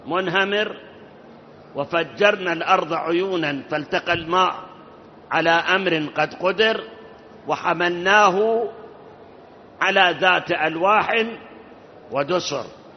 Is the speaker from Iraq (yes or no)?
yes; Iraq; وأكو مثل عندنا بالعراق